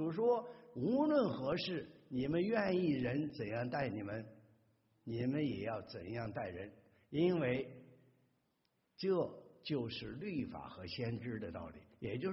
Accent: China; moved away; 尤其我们从大陆来的弟兄姊妹啊，我也是啊

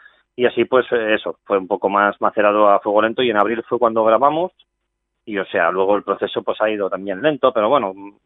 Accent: Spain; first language Catalan; Spanish is a second language; hacerlo en catalán, porque como es mi lengua materna, pues digo, oye, pues qué mejor que expresarme en ella.

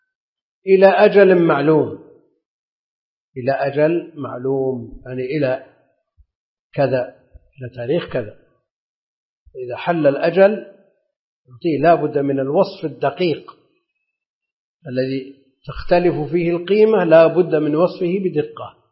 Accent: Najd, Saudi Arabia; لأن هذا معروف عندنا في نجد يسمونه

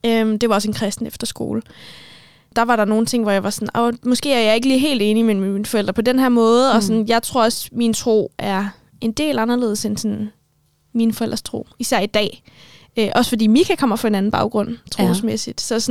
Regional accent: Capital Region of Denmark, Denmark; Jamen, jeg er opvokset på Bornholm, og de første 8 år af mit liv, der boede jeg hos min mor.

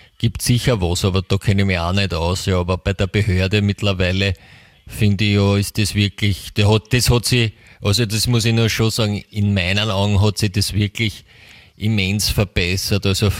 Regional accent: Vienna, Austria; wir haben es da bei uns in Österreich, in Wien, so schön.

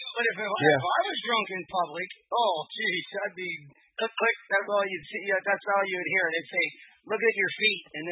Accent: California, United States; I'm from Southern California, and things have really changed there.

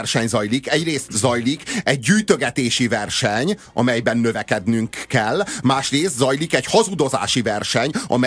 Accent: Hungary; Én is ember vagyok, én is magyar vagyok, én is köszönök

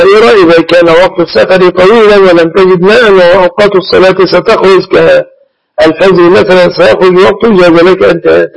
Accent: Egypt; وإما في بلادنا مصر مثلا إن استطعت أن تقول نصف الشعب المصري ساكن مؤزر

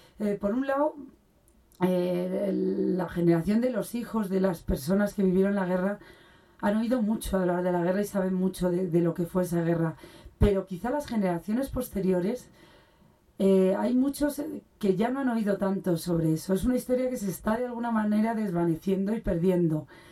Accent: Spain; escuchar historias de gente que las hubiera vivido en España, en mi país.

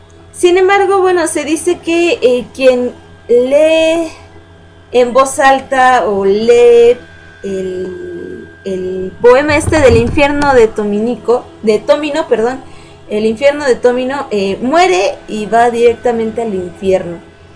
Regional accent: Mexico; Luego les haré un especial de todas las que hay aquí en mi país.

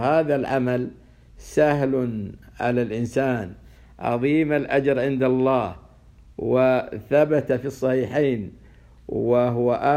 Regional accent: Saudi Arabia; وخير من يمثل ذلك حاليا بلادنا السعودية

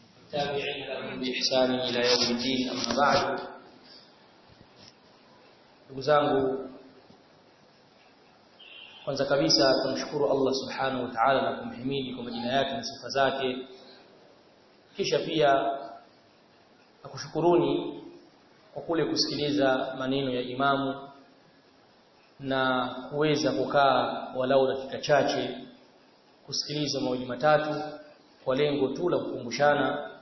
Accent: Dodoma, Tanzania; mimi nimetokea Tanzania katika mkoa wa Dodoma

